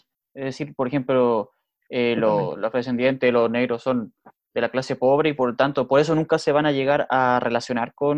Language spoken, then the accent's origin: Spanish; Chile; Oye, un poco, como chileno, cuando nosotros veíamos un poco las imágenes de lo que estaba pasando en Estados Unidos